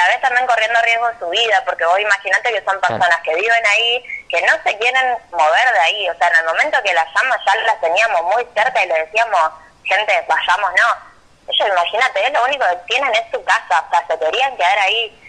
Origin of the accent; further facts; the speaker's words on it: San Lorenzo, Santa Fe, Argentina; la mayoría somos de acá de San Lorenzo, en realidad somos de toda la región, pero principalmente de San Lorenzo.